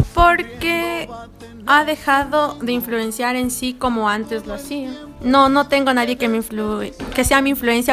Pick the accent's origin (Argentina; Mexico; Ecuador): Ecuador; soy ecuatoriano y debería escuchar esa música